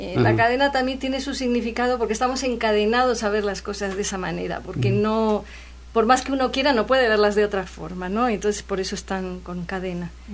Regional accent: Castile, Spain; also born or lived in Andalusia; now in Veracruz, Mexico; yo me eduqué luego ya en Castilla y tengo el carácter más castellano, porque a los 15 días de nacer me llevaron de allá

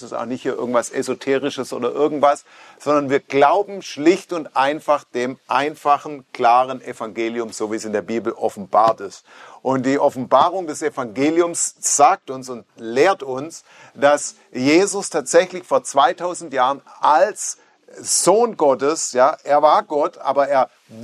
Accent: Stuttgart, Baden-Württemberg, Germany; Ich komme nicht aus Amerika, ich komme aus Stuttgart.

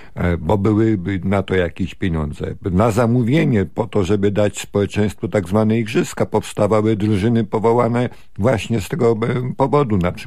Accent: Silesian Voivodeship, Poland; Przegraliśmy, my Ślązacy, Euro, bo nikt się nie starał.

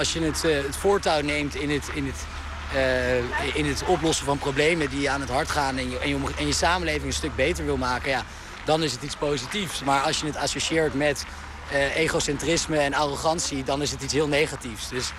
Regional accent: Aerdenhout, North Holland, Netherlands; Ik ben opgegroeid in Aardehout. Dat is natuurlijk, als je kijkt naar de gemiddelde inkomensklasse van Nederland, ligt dat bovenin.

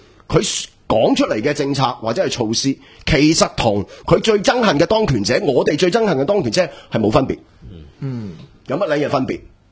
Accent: Hong Kong; born there; 我哋喺香港出生，我哋有香港嘅价值

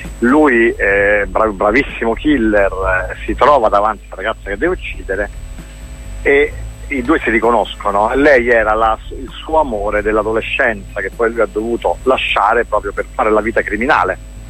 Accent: Rome, Lazio, Italy; E abbiamo conosciuto meglio la città di Napoli, noi siamo romani

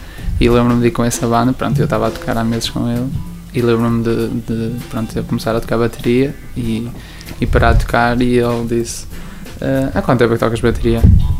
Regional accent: Barcelinhos, Norte, Portugal; also born or lived in Carvalhal; Eu sou de Carvalhal, estou a viver em Barcelinhos desde os 12 anos.

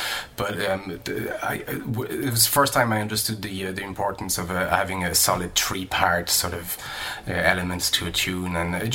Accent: France; I was born and raised in France and grew up in France.

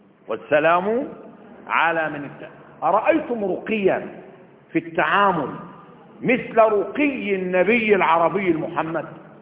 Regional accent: Upper Egypt, Egypt; وعندنا في الصعيد لما بيقول الواحد بيسيب دقن 40 يوم حزنا، ده صحيح، اللي من الصعيد يعرف كده

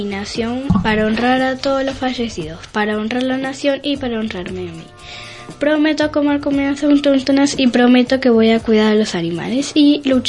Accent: Argentina; siempre voy a saber que soy argentina.

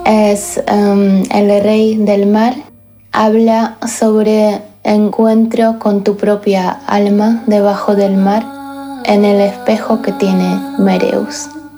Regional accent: Banská Bystrica, Banská Bystrica Region, Slovakia; Spanish is a second language; moved away as an adult; Yo soy de Banská Bystrica, en centro de Eslovaquia, pero estoy viajando ya muchos años por Europa

